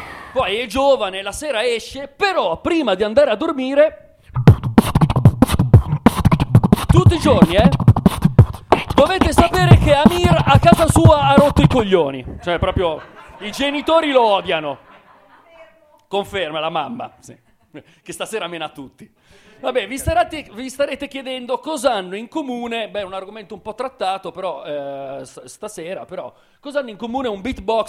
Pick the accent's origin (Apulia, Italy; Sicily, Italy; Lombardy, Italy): Lombardy, Italy; Milan; soprattutto siamo di Milano e Milano ha un record perché è la terza città in Europa per consumo di cocaina